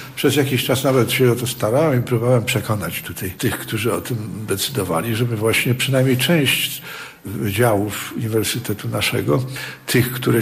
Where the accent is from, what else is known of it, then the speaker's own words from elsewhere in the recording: Gdańsk, Pomeranian Voivodeship, Poland; taką część Gdańska, która cudem uniknęła zniszczeń wojennych. I w związku z tym ja mogłem w dzieciństwie i we wczesnej młodości poznać uroki miasta secesyjnego.